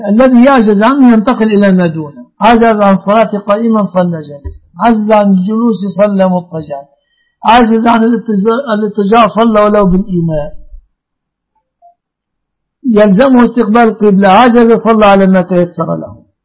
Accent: Mansoura, Dakahlia, Egypt; والله أنا من المنصورة يا أخي

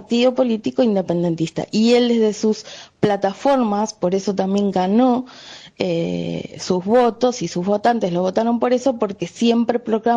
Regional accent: Argentina; argentina y nieta de republicanos

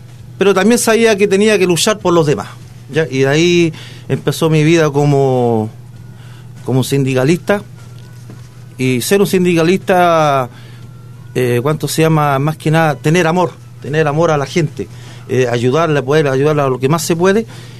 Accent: Talca, Maule, Chile; yo nací aquí en Talca. Soy un talquino, como se dice, de toma lomo, nacido aquí en Talca. Creo que nací en la Manso Velasco. De ahí es mi familia

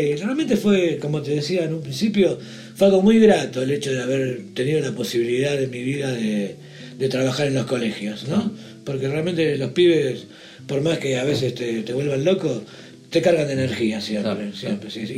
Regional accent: Argentina; Y acá, bueno, por eso digo, acá por lo menos soy argentino

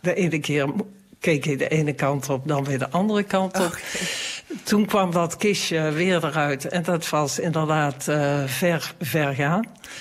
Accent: Tilburg, North Brabant, Netherlands; Daar zijn we als Tilburgers erg trots op.

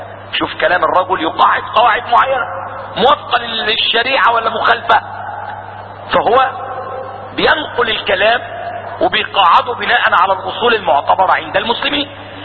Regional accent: Syria; عندنا في سوريا

